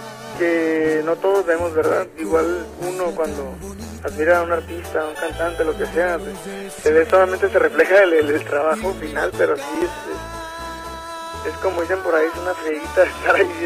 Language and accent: Spanish; Tijuana, Baja California, Mexico; also born or lived in Los Angeles, United States / Mexicali; No, yo he nacido en Los Ángeles, California, pero me creí aquí en Tijuana. Y de hecho también, 16 años en Mexicali, pero no, nací en Los Ángeles.